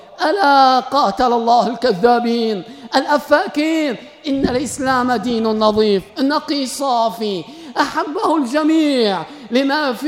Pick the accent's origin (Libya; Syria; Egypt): Libya; أن يعم الخير في بلادنا ليبيا وفي جارتنا تونس